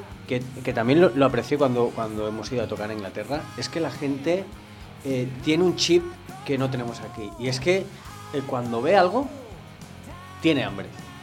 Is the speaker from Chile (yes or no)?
no; Valencia, Valencian Community, Spain; No, somos de España, tal, no sé qué.